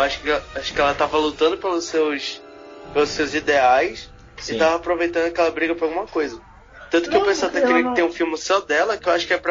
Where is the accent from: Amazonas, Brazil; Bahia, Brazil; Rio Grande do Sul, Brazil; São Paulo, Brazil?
Amazonas, Brazil; Manaus; eu sou de Manaus, Amazonas, tenho 16 anos.